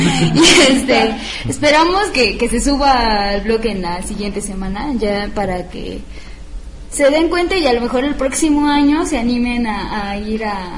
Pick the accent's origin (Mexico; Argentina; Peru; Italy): Mexico; Oaxaca; now in Puebla, Mexico; como saben que yo soy de Oaxaca y que tengo realmente mucha emoción por ir en estas fechas a mi casa